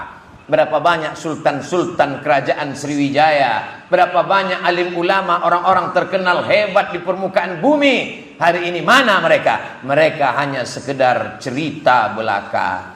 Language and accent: Indonesian; Riau, Indonesia; Saya dari Riau.